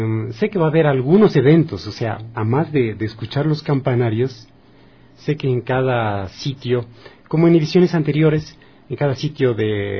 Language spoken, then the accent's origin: Spanish; Ecuador; nos convendrá mejor como ecuatorianos.